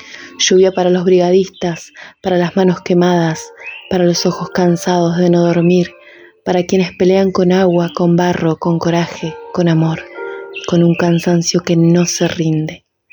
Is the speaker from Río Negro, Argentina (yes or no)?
yes; Cipolletti, Río Negro, Argentina; Escribo y soy narradora de Cipolletti.